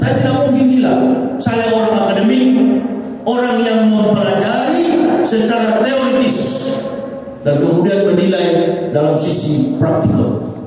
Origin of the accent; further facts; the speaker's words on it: Manado, North Sulawesi, Indonesia; Kita orang bersaudara, saya kan orang Manado.